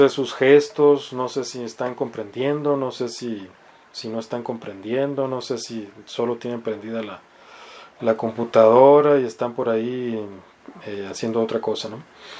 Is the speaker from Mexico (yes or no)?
yes; Mexicali, Baja California, Mexico; la renta que se paga, no sé, en Mexicali, ¿no? De donde yo soy oriundo.